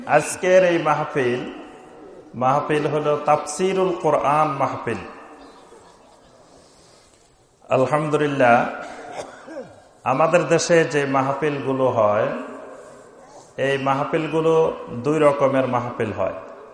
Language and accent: Bangla; Chittagong Division, Bangladesh; এর আগে ছাগলনাইয়া তারপর সোনাগাজী ওইসব অঞ্চলে তো আমার নিজের এলাকা